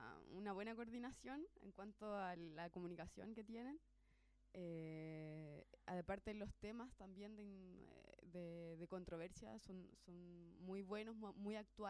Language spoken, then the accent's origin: Spanish; San Antonio, Valparaíso, Chile; Nosotros, bueno, la mayoría somos de acá, de la quinta región. De Villa Alemana, otro de Casablanca, yo en lo personal de San Antonio, mi compañera de Viña.